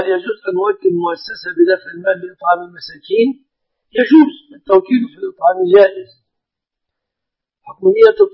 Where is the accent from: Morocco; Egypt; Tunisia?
Egypt; بلادنا مصر الحمد لله بلد مسلمة